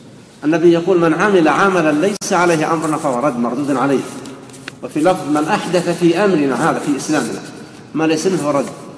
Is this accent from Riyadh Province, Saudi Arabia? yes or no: yes; Riyadh, Riyadh Province, Saudi Arabia; قبل أن يأتي منهم أحد عندنا في الرياض